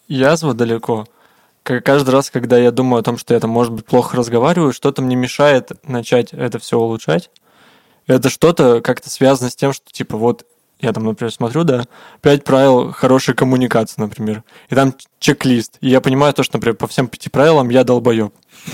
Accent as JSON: {"language": "Russian", "town": "Tura", "region": "Krasnoyarsk Krai", "country": "Russia", "tie": "born there"}